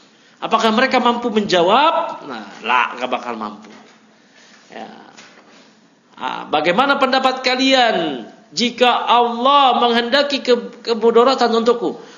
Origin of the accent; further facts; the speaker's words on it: Jakarta, Indonesia; Ya, padahal saya dari lahir di Jakarta. Masa kecil di Jakarta.